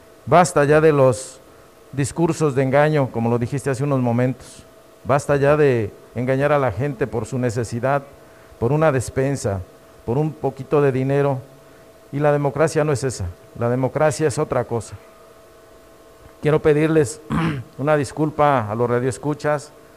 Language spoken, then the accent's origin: Spanish; Cuilapan de Guerrero, Oaxaca, Mexico; nacido hace 55 años aquí en Cuilapan de Guerrero.